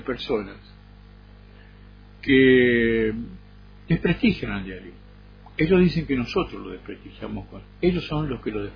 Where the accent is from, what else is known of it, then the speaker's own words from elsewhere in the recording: Argentina; now in Bogotá, Colombia; Y me siento bien, nunca me sentí agredido, inclusive me siento respetado, ¿no? Como argentino.